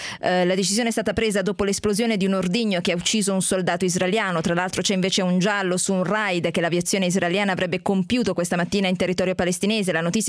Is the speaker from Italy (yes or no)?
yes; Bari, Apulia, Italy; ma non lo dico da barese